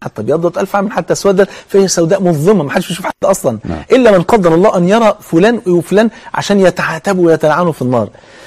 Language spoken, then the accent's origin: Arabic; Egypt; زي ما انا كده كمصري مثلا بلغه مصر